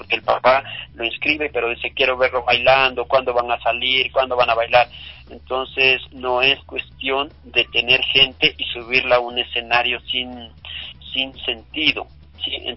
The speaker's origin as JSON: {"language": "Spanish", "country": "Ecuador", "said": "este país que jamás puede verse sino que debe verse amado y por quienes somos ecuatorianos y somos ciudadanos del mundo"}